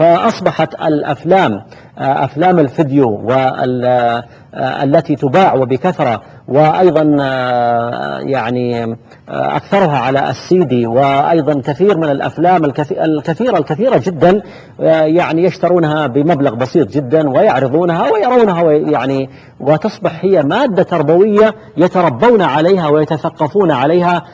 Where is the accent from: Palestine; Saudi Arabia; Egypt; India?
Saudi Arabia; وأيضا في بلادنا المملكة العربية السعودية كذلك بعض المؤسسات للإنتاج الإعلامي